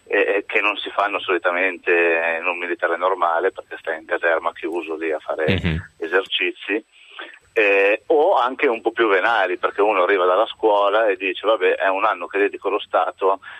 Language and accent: Italian; Besate, Lombardy, Italy; Provincia di Milano, è sul Ticino.